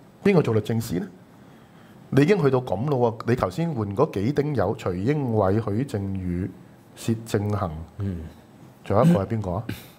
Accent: Hong Kong; 但我哋香港人日日戴口罩戴咗兩個月咯

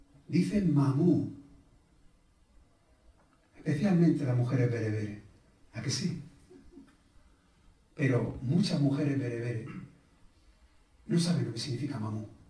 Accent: Almodóvar del Río, Andalusia, Spain; born there; Yo nací en Almodóvar del Río, un pueblo cerca de Córdoba. Yo soy el almodóvarí.

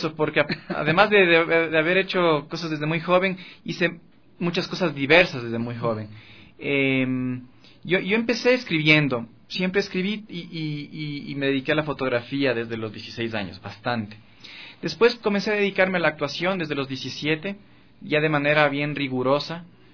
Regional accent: Quito, Pichincha, Ecuador; also born or lived in United States; nací en Quito. Después, con toda mi familia emigramos a Estados Unidos, vivimos ahí 3 años. Mi primera etapa de escolarización fue allá, en Estados Unidos. Yo sabía español, pero aprendí a escribir y a leer primero en inglés.

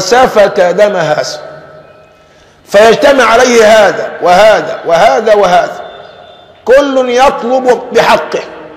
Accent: Egypt; ولذلك عندنا كمصريين دمنا خفيف

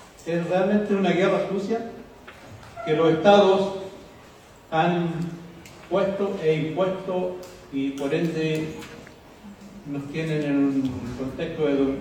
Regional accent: Mehuín, Los Ríos, Chile; vengo de los territorios de Mewin y todas las comunidades tlaxquenches que allí habitamos.

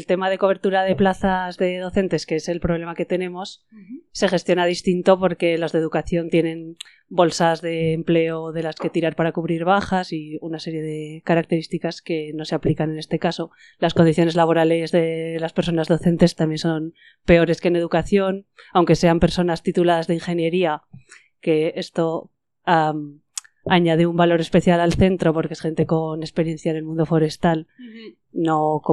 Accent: Zaragoza, Aragon, Spain; yo soy de Zaragoza, entonces en Aragón sí que es un centro igual más

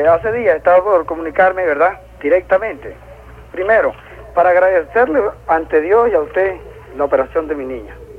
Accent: Zulia, Venezuela; born there; Bueno, yo nací en el estado Zulia, señor presidente.

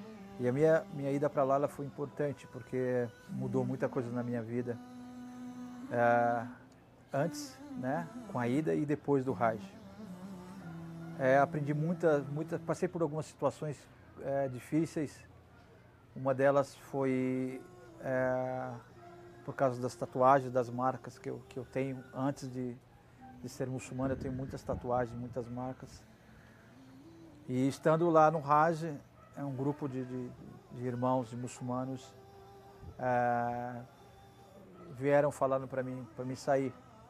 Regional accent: Brazil; E eu falei, sou brasileiro.

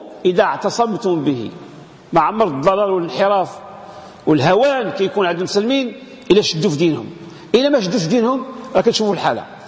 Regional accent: Morocco; هذه العلاقة بين اللي عندنا في المغرب عندها خصوصية

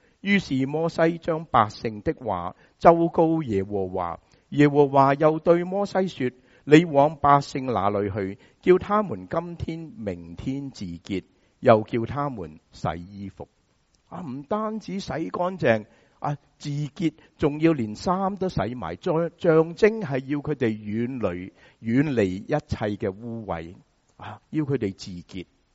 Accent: Hong Kong; 我们香港人怎么说、趁他病就怎么攞他命，是吗？

